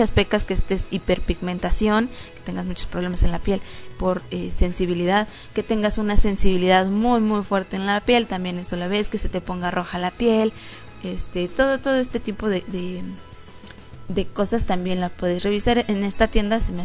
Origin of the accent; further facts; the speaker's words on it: Mexico; Aquí ya me ubicó que yo soy de México, porque entré a la página y obviamente me aparece luego, luego que soy de México.